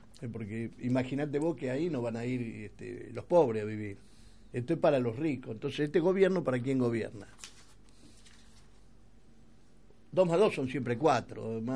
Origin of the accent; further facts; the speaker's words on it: Argentina; somos nosotros los argentinos